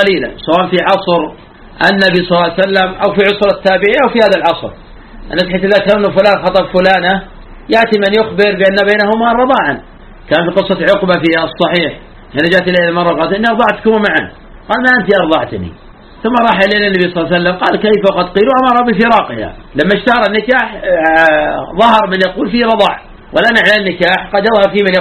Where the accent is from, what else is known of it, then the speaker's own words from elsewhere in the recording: Najd, Saudi Arabia; كما يفعل الآن بعض الناس في عادة عندنا في نجد